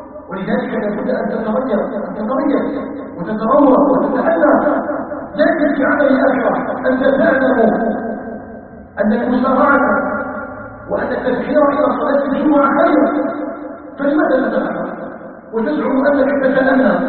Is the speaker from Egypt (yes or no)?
no; Algeria; نسأله تبارك وتعالى أن يجعل بلدنا الجزائر آمنا مطمئنا مستقرا